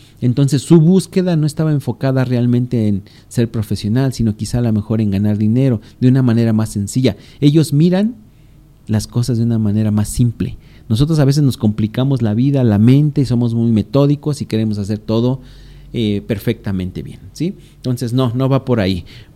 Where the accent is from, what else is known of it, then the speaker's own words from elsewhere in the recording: Valle de Chalco, State of Mexico, Mexico; Saludos para allá, para, bueno, pues sí, justamente Valle de Chalco, de donde yo vengo.